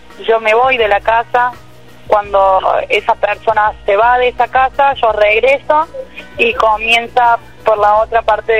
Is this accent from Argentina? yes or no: yes; Córdoba, Argentina; Sí, yo soy de Córdoba capital, viajé esta mañana